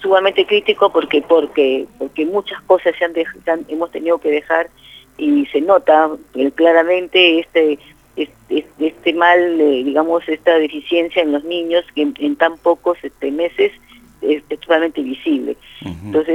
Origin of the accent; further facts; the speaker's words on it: La Plata, Buenos Aires Province, Argentina; porque nosotros somos de esta zona, somos de La Plata